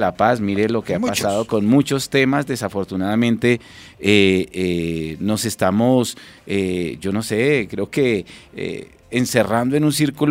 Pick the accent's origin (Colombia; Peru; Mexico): Colombia; lo que nos divide, pero también sobre lo que nos une como colombianos.